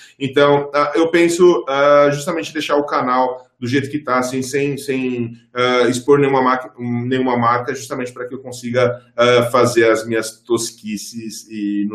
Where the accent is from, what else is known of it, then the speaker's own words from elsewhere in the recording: São Paulo, Brazil; eu cresci em periferia aqui em São Paulo.